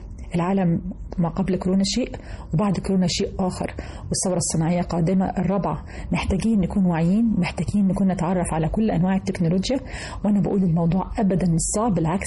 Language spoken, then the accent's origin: Arabic; Egypt; في عندنا في مصر